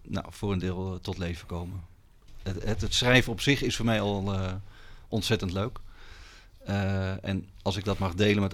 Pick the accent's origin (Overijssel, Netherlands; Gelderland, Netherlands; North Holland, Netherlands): North Holland, Netherlands; Amsterdam; now in Delft, Netherlands; Ik ben er opgegroeid in Amsterdam en uiteindelijk in de hotellerie terechtgekomen.